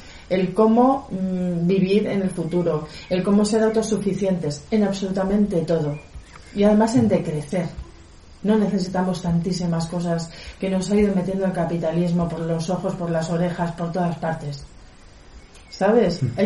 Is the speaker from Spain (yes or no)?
yes; Madrid, Community of Madrid, Spain; yo vengo de Madrid, llevo viviendo aquí casi 2 años